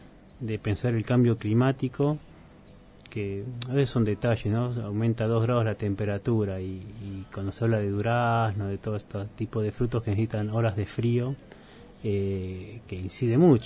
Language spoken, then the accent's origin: Spanish; Junín, Buenos Aires Province, Argentina; quienes no somos de acá, yo soy de Junín